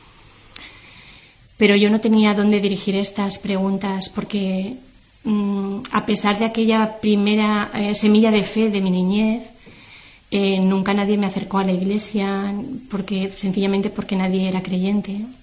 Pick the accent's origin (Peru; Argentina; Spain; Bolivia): Spain; Valencia, Valencian Community; also born or lived in Terrassa; yo nací en Tarrasa y a la edad de 5 años mi familia se trasladó a vivir a Valencia, que es donde actualmente resido. Crecí en un ambiente familiar y social en el que la religión no estaba presente.